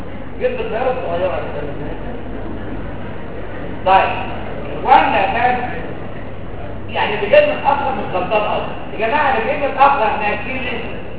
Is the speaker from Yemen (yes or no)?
no; Egypt; دول اكثر اثنين بيستخدموا عندنا في مصر.